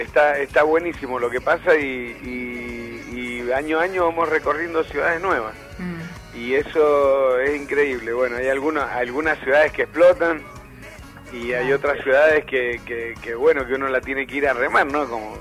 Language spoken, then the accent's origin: Spanish; Argentina; Somos polémicos los argentinos.